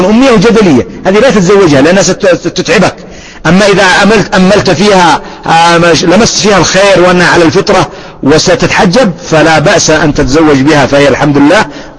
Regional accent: Yemen; لكن مثلا أضرب لك مثال عندنا في اليمن يختلف الحال

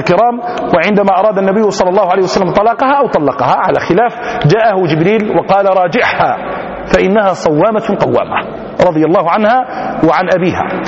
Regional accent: Algeria; في بلدتنا الجزائر حدثني بعض القضاة

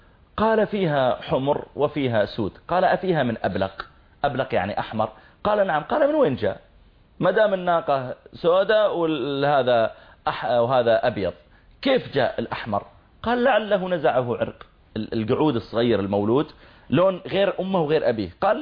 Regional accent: Saudi Arabia; أنت من وين جئت؟ قلت أنا من from Saudi Arabia.

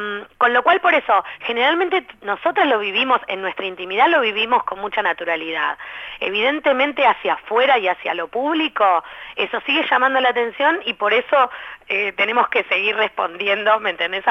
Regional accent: Buenos Aires, Argentina; Que si bien uno tiene una cercanía como porteño más grande

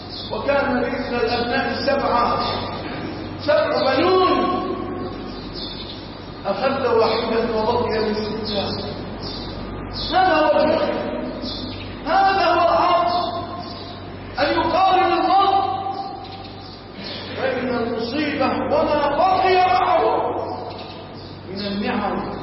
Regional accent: Egypt; اللهم اجعل بلادنا مصر وسائر بلاد

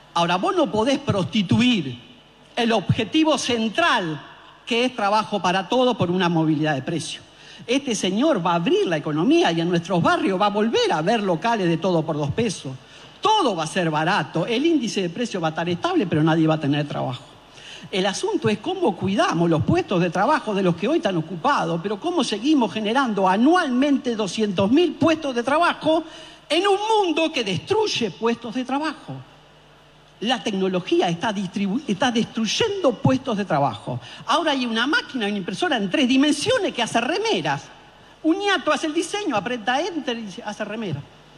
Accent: Argentina; Tenemos que ser capaces, como pueblo argentino

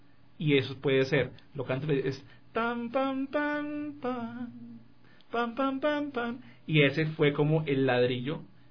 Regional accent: Colombia; sin contar de la música de la zona central de Colombia, de donde yo vengo

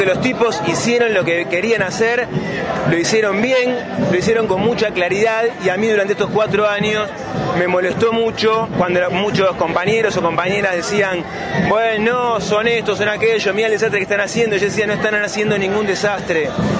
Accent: Bariloche, Río Negro, Argentina; soy de acá de Bariloche, vivo en el kilómetro 5.

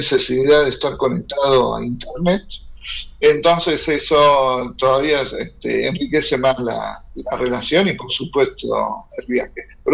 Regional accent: Argentina; sean del mismo país como nuestro, Argentina, o de otros países

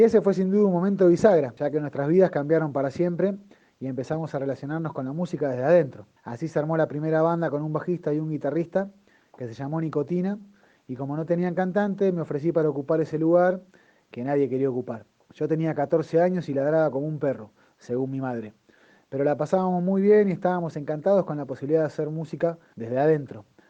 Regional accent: Villa Ciudad Parque, Córdoba, Argentina; cantor de mi pueblo, Villa Ciudad Parque, Valle de Calamuchita. Tengo 42 años

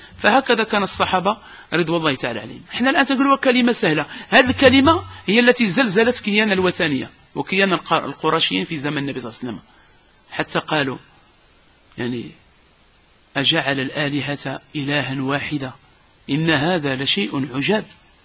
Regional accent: Casablanca, Casablanca-Settat, Morocco; هذا المصيبة اللي عندنا في الدار البيضاء

